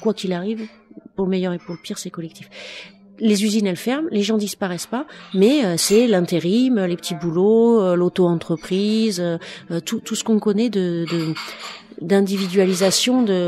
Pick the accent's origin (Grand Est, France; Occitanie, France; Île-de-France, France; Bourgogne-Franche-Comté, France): Île-de-France, France; Saint-Denis; Et moi, je suis de Saint-Denis, et à Saint-Denis, en gros, c'est une génération de banlieusards contre une autre.